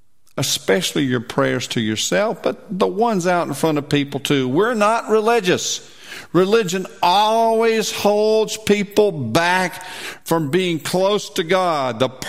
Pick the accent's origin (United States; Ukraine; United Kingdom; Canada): United Kingdom; England; But I believe as English people, we should pray to our Dad.